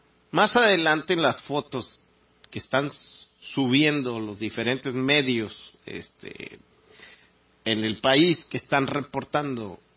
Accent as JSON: {"language": "Spanish", "country": "Mexico", "said": "yo creo que como mexicano, y muchos estarán de acuerdo conmigo"}